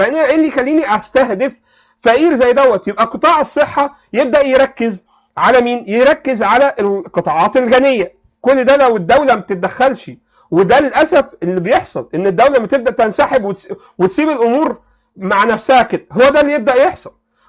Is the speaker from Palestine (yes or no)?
no; Egypt; ده بقى حصل بقى بطريقه فاحشه عندنا في مصر،